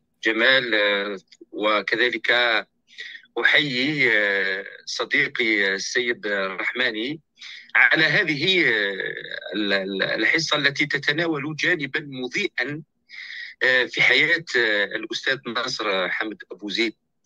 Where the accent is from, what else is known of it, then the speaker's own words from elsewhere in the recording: Algeria; الخطاب الذي طرحه الممارسون داخل الفضاء السياسي عندنا في الجزائر